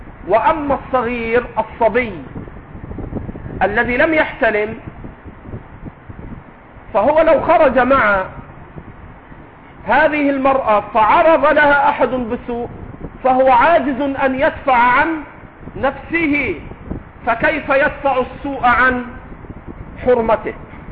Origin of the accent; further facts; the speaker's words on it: Egypt; accent: Egyptian; وإن كنا نحن في لهجتنا المصرية نطلق العجوز على كل كبير